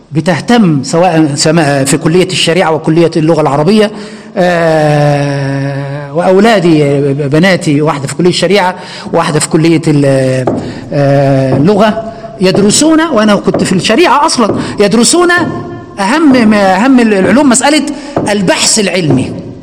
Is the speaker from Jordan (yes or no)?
no; Egypt; عندنا في مصر يقولوا، إحنا بنقول على الليمون الليمون.